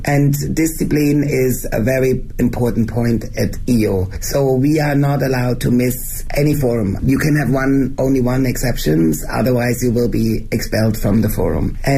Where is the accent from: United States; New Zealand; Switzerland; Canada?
Switzerland; first language German; English is a second language; Even for me, being Swiss and my mother tongue is German, it's very hard to express myself in English.